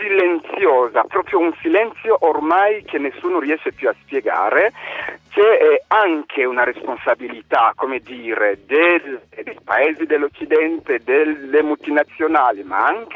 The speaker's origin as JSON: {"language": "Italian", "country": "DR Congo", "said": "preciso che provengo dalla Repubblica Democratica del Congo"}